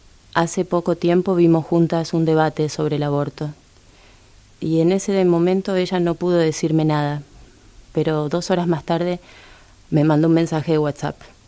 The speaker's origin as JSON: {"language": "Spanish", "region": "Buenos Aires", "country": "Argentina", "said": "de Buenos Aires, tengo 38 años"}